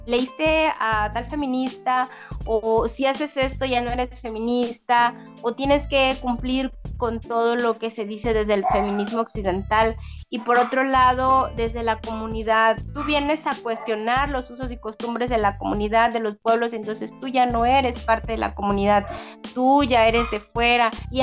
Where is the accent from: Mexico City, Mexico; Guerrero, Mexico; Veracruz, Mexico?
Guerrero, Mexico; Tixtlancingo; que se llama Tixtlancingo, municipio de Coyuca de Benítez, Guerrero. Soy integrante de la Red de Mujeres Indígenas y Afromexicanas acá en Guerrero